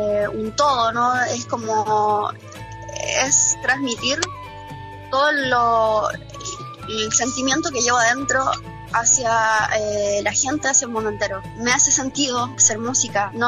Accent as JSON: {"language": "Spanish", "town": "Concepción", "region": "Biobío", "country": "Chile", "tie": "born or raised there", "said": "yo me inicié en el rock en mi ciudad natal, en Concepción, en Chile."}